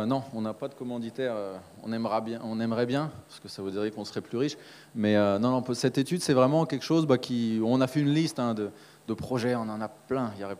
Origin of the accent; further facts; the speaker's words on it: Brittany, France; Moi, je te dirais que je suis pas français, mais je suis breton.